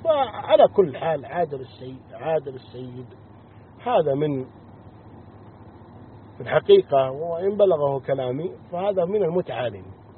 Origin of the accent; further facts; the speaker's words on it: Saudi Arabia; نحن على معتقد أهل السنة والجماعة، ونرى السمع والطاعة لولي الأمر في بلادنا المملكة العربية السعودية